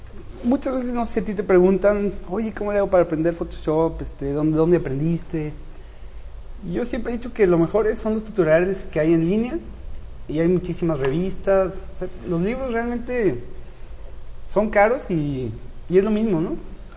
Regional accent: Guadalajara, Jalisco, Mexico; Somos de Guadalajara.

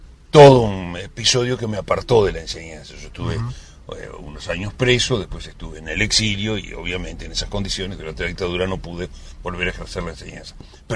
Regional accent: Montevideo, Uruguay; nací en Montevideo y viví en una casa urbana, aunque tenía un hermosísimo jardín, iba con mis padres al campo, particularmente iba todos los años a Minas

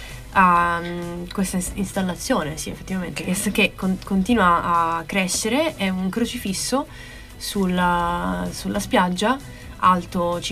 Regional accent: Porto Empedocle, Sicily, Italy; del mio paese, Porto Empedocle, in provincia di Agrigento.

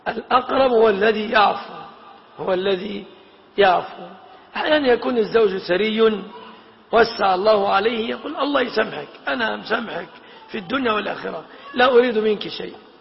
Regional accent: Egypt; وقد سبق أن المهر في بلادنا مصر يتمثل في هذه الأشياء 3 في الغالب

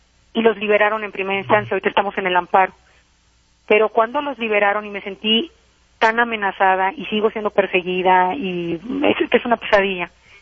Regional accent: Michoacán, Mexico; Yo soy michoacana.

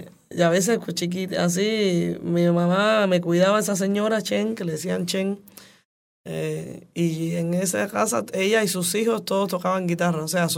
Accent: Havana, Cuba; also born or lived in Alamar; En La Habana, sí, yo soy de La Habana.

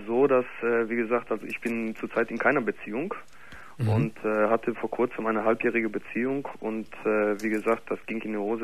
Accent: Gelsenkirchen, North Rhine-Westphalia, Germany; Ich komme nämlich aus Gelsenkirchen im Ruhrpott.

